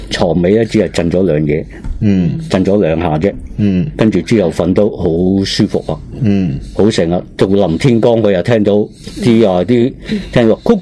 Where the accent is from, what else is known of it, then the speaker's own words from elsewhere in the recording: Hong Kong; 同埋我哋香港人